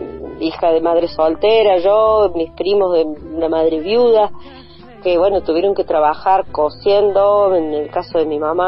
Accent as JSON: {"language": "Spanish", "town": "Cruz del Eje", "region": "Córdoba", "country": "Argentina", "tie": "born or raised there", "said": "yo soy criada ahí, nacida y criada en Cruz del Eje"}